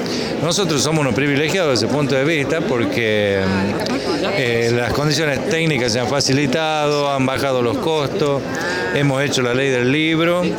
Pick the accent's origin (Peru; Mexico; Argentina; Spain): Argentina; cómo somos los argentinos